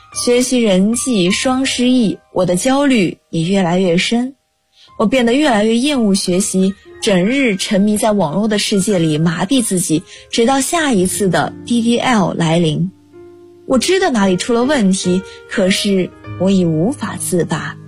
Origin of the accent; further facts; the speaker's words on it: Guangdong, China; 来自广东，我就在我的家乡